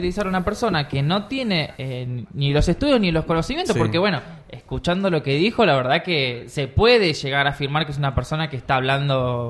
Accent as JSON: {"language": "Spanish", "country": "Argentina", "said": "Entonces tampoco hablemos de los nazis y de los hijos de puta que son porque somos argentinos."}